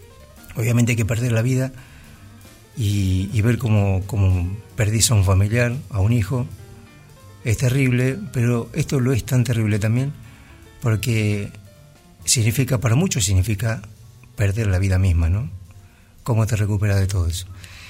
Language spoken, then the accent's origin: Spanish; Bahía Blanca, Buenos Aires Province, Argentina; la ciudad de Bahía Blanca, aquí cerquita. Ciudad donde yo nací, ciudad donde me crié.